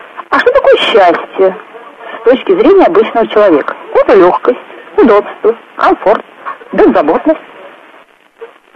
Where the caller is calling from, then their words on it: Samara, Samara Oblast, Russia; Я из Самары. Слушаю нашу передачу.